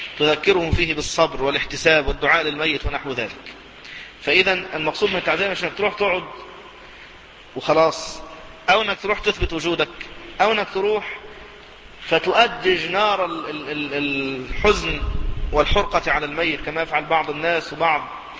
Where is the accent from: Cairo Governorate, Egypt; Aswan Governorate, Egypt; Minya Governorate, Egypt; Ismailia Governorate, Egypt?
Cairo Governorate, Egypt; Cairo; حتى في المناطق الشعبية عندنا في القاهرة يكثر هذا